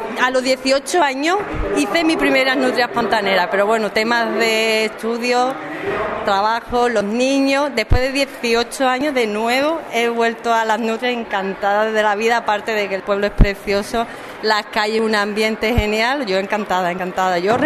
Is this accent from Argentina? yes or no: no; Puerto Real, Andalusia, Spain; Ay, que yo soy de Puerto Real, una hora y pico de viaje, niño, historia.